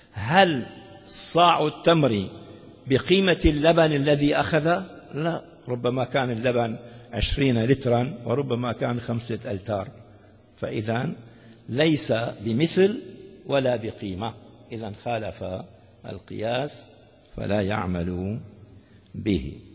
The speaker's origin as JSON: {"language": "Arabic", "town": "Damascus", "region": "Damascus Governorate", "country": "Syria", "said": "عندنا في الشام يعني معروف هذا ضواحي الشام، شيء اسمه الضمان"}